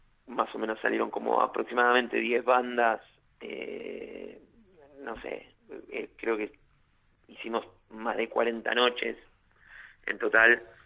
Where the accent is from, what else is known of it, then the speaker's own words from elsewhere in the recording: Buenos Aires, Argentina; Nosotros somos del barrio de Villa Soldati, barrio que no, la oferta cultural es escasa, por no decir que es nula.